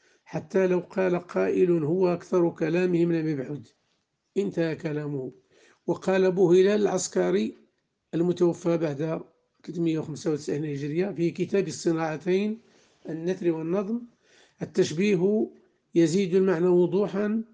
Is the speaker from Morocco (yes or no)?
yes; Morocco; واجعل بلدنا المغرب وبلاد